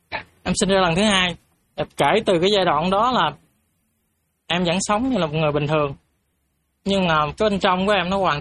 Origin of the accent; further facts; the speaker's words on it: An Giang, Vietnam; em thì em đến ở An Giang. Em đến từ An Giang, ở miền Tây.